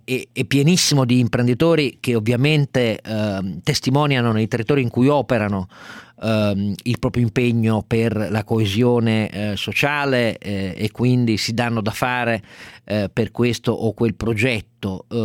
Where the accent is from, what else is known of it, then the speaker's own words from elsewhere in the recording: Turin, Piedmont, Italy; per me che sono cresciuto a Torino